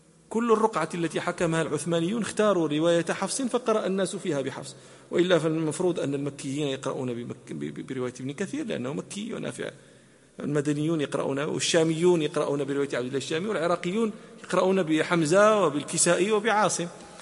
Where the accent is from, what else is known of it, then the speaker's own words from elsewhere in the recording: Morocco; حتى لا نتهم بأننا ننسب الفضائل أنا مغربي